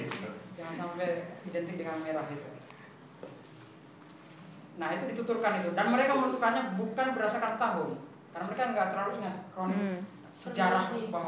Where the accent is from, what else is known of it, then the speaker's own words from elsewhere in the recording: Palu, Central Sulawesi, Indonesia; ada saya dari Palu, Sulawesi Tengah, ada yang dari Lombok.